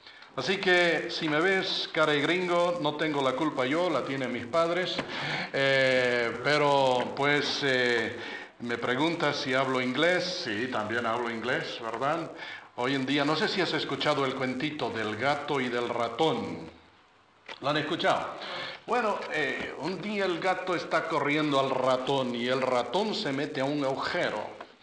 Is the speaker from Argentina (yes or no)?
no; Bolivia; born there; Mi esposa y yo hemos vivido 30 años en Bolivia. En realidad yo nací en Bolivia. Mis padres son misioneros al sur de Santa Cruz, en un lugar llamado Camiri.